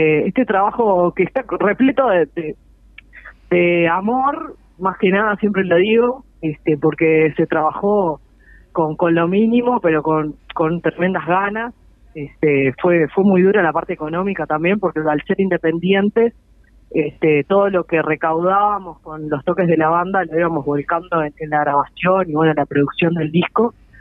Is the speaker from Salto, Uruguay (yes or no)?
no; Montevideo, Uruguay; Sí, mirá, somos, la mayoría somos de Montevideo